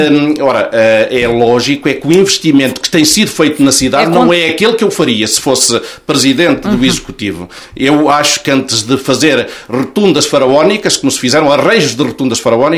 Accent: Oliveira do Hospital, Coimbra, Portugal; Nós quando estamos em Coimbra ou em Lisboa muitas vezes não dizemos que somos das Caldas de São Paulo ou somos do Seixo da Beira, não, somos da Oliveira do Hospital.

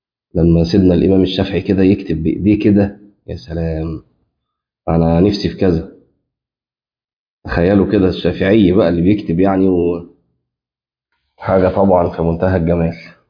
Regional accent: Egypt; وأظن إن إحنا عندنا في مصر في بعض الأماكن ممكن ده تلاقيه

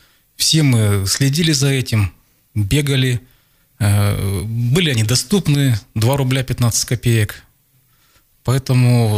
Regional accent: Zelenogorsk, Krasnoyarsk Krai, Russia; Нет, я же из Зеленогорска

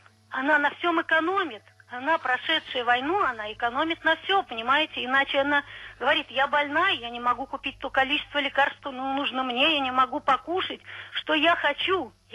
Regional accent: Sergiyev Posad, Moscow Oblast, Russia; Я из Сергиева Посада.

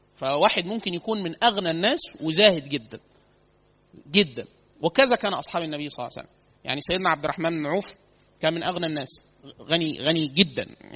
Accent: Upper Egypt, Egypt; احنا عندنا في الصعيد كتير سوق الخضار، فسوق كبيرة جدا.

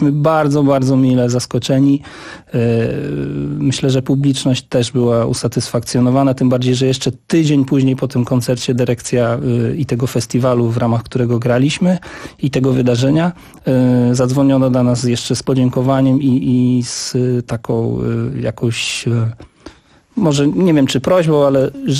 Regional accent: Zamość, Lublin Voivodeship, Poland; wychowałem się w Zamościu, w mieście, gdzie jest klub imienia Mieczysława Kosza.

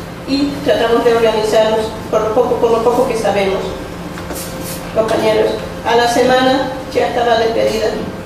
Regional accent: Bolivia; soy inmigrante boliviana.

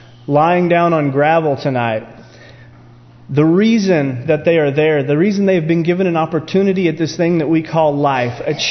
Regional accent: United States; born there; thankful, you know, that I was born in America

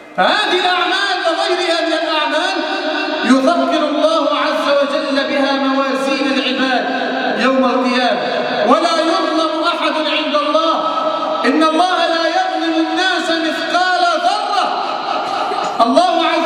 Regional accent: Egypt; اللهم احفظ بلدنا مصر من الفتن ما ظهر منها وما بطن

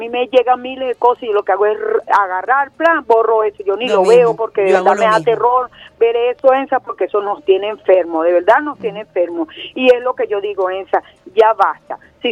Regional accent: Venezuela; porque somos seres humanos, somos venezolanos.

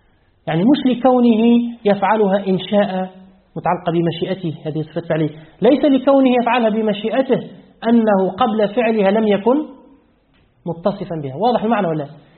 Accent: Tunisia; لأن الثلث الأخير عندنا في تونس يبدأ من الساعة الثانية ليلة،

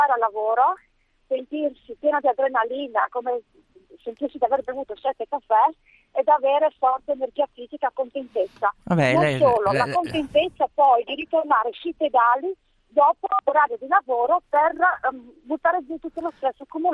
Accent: Naples, Campania, Italy; now in Udine, Italy; io sto chiamando da Udine. E sono napoletana

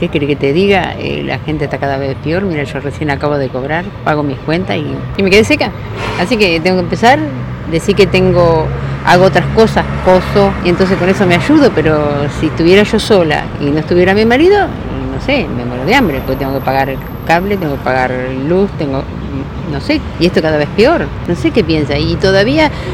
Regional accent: Argentina; Y yo soy argentina, mi bandera es azul y blanca y así quiero seguir siendo.

